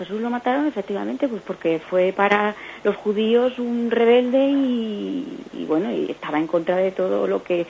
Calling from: Zaragoza, Aragon, Spain; de Zaragoza

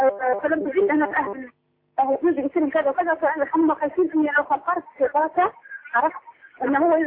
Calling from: Libya; طبعا أنا أتكلم فيك من ليبيا.

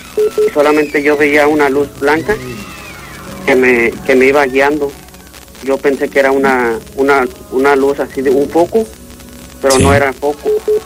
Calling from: Dallas, Texas, United States; Hablo de aquí, de Dallas, Texas.

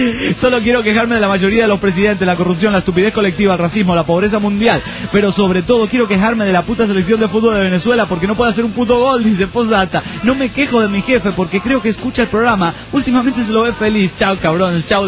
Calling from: Guadalajara, Jalisco, Mexico; Obvio que soy de Guadalajara, México.

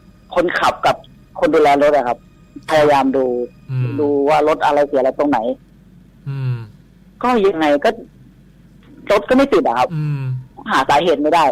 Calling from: Nawamin, Bangkok, Thailand; นวมินครับพี

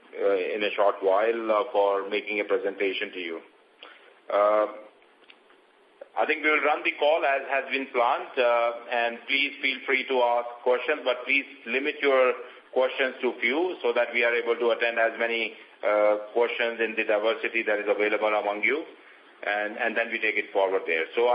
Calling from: Bangalore, Karnataka, India; I'm calling you from Bangalore

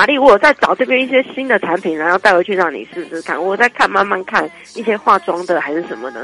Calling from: Canada; 对啊，我是从加拿大来。

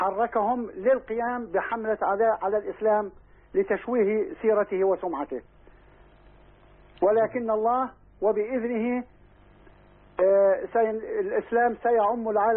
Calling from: Cairo, Cairo Governorate, Egypt; من القاهرة.

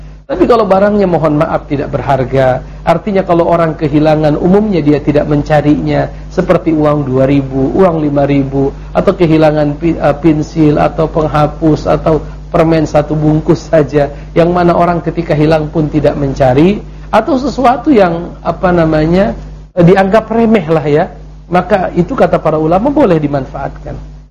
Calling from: Bandung, West Java, Indonesia; Saya dari Bandung ingin bertanya

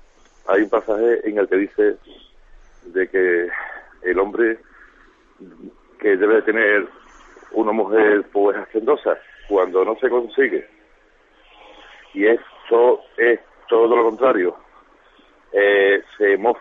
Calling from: Seville, Andalusia, Spain; Mire, soy de Sevilla.

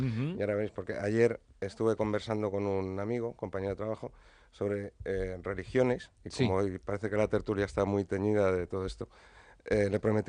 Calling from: Madrid, Community of Madrid, Spain; de Madrid.

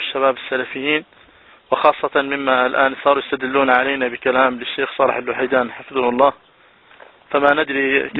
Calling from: Libya; فأنا أسألكم من ليبيا حفظك الله،

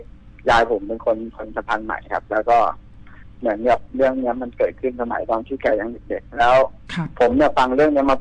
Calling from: Pathum Thani, Thailand

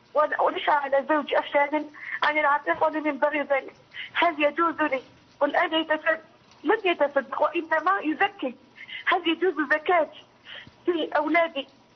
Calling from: Algeria; من الجزائر، من فضلك

